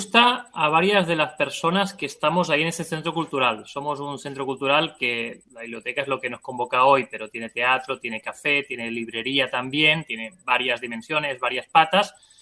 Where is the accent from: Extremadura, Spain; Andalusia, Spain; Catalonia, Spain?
Catalonia, Spain; Barcelona; now in Argentina; soy de Barcelona, vivo en Argentina hace 15 años.